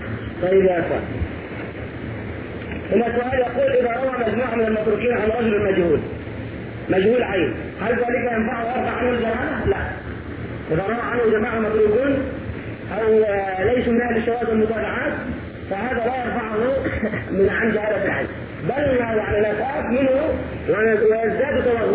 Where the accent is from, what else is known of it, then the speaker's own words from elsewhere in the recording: Egypt; يعني انه مصري وانا مصري